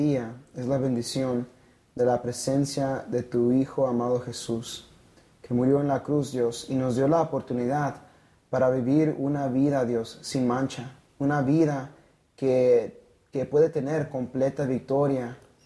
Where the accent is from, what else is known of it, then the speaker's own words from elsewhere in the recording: Blythe, California, United States; soy de Blythe, California.